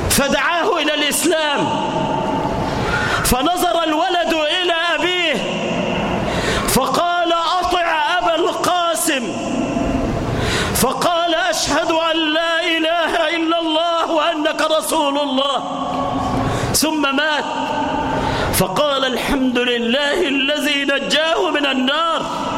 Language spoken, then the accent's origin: Arabic; Egypt; اجعل بلدنا مصر واحة للأمن والأمان، اجعلها آمنة مطمئنة